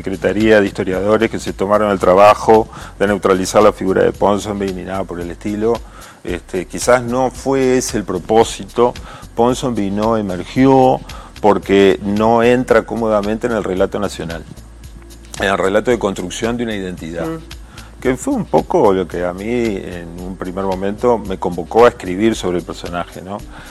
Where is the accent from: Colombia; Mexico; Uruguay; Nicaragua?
Uruguay; Viste que uno a veces tiene como la tentación de definirse como uruguayo por antagonista